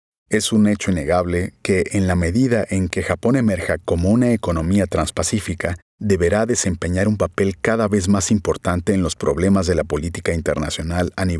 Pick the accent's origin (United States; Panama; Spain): Panama; soy consciente de mis responsabilidades como funcionario panameño y como ciudadano.